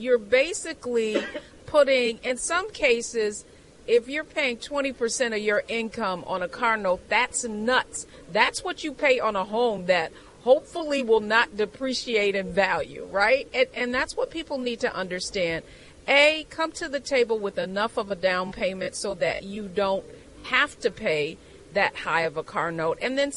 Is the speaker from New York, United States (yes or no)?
no; Detroit, Michigan, United States; Yes, I'm from Detroit. Detroit has made a comeback in terms of their auto sales.